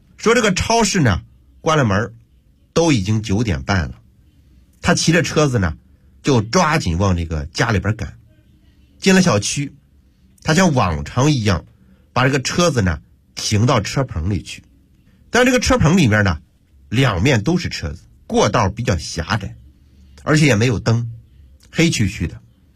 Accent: Hebei, China; 我要和大伙分享一个发生在我的老家河北的真人真事

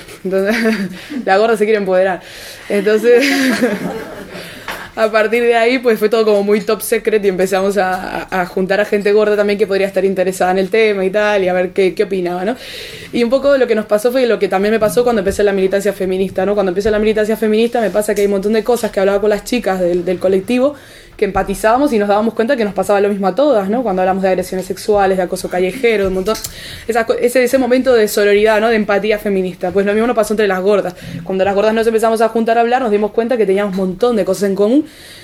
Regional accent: Uruguay; now in Tenerife, Spain; el 15M de Tenerife, donde yo vivo. Bueno, habrán notado que tengo un acento raro, soy de Uruguay, vivo en Tenerife, tengo una mezcla importante de acentos.

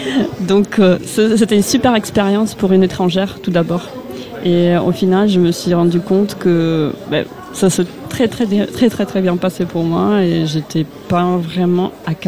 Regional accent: Russia; French is a second language; now in France; Je suis russe, étudiante russe ici.

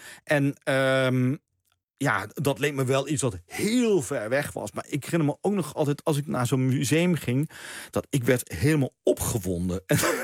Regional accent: Maastricht, Limburg, Netherlands; En toen kwam er in Maastricht, waar ik vandaan kwam, ja, daar had je natuurlijk geen eigen balletgezelschap

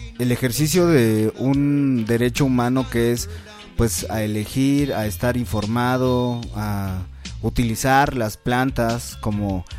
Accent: Mexico City, Mexico; Yo recuerdo que cuando era morro en la Ciudad de México

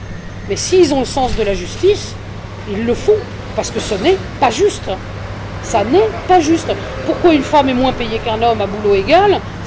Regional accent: France; à travers les réflexes qu'on peut avoir quand on est français

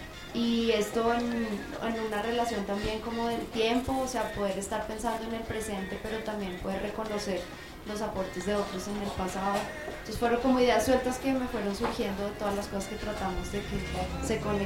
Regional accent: Bogotá, Colombia; now in Barranquilla, Colombia; soy bogotana, pero llevo 10 años viviendo en Barranquilla. Entonces, por eso dicen que vengo de una región, aunque sueno como que no.

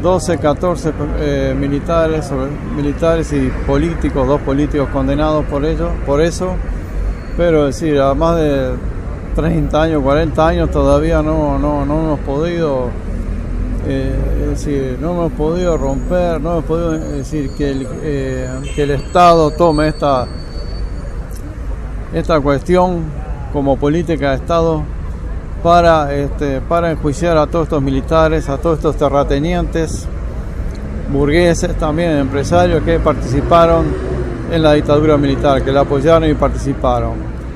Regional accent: Uruguay; now in Argentina; soy uruguayo, vivo aquí en la Argentina

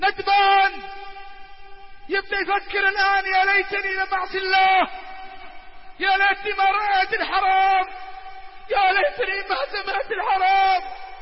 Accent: Riyadh, Riyadh Province, Saudi Arabia; الدائري عندنا بالرياض

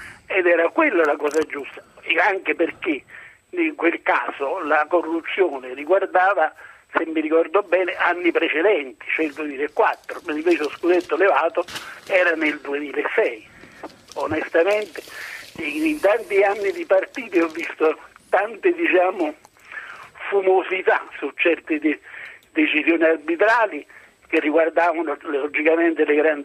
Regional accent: Naples, Campania, Italy; Io sono napoletano e tifoso del Napoli.

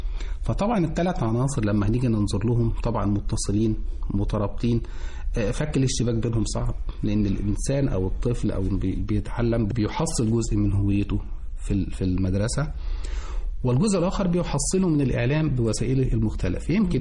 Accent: Egypt; إحنا كمصريين أو في مصر هويتنا مميزة عن أي دولة أخرى

